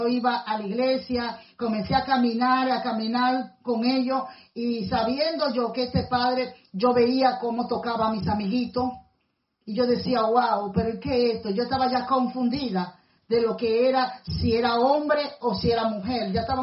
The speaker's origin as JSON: {"language": "Spanish", "region": "Puerto Plata", "country": "Dominican Republic", "tie": "born or raised there", "said": "Ahora ya no es parroquia, sino catedral en mi país, en mi pueblo Puerto Plata."}